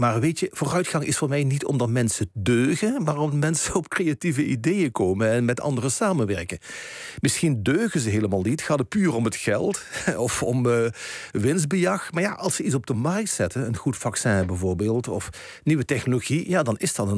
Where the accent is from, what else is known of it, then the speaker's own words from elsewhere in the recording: Limburg, Netherlands; ik herinner me nog vroeger als kind, als we op schoolreisje gingen vanuit Limburg, waar ik vandaan kom, ergens hier naar de Randstad.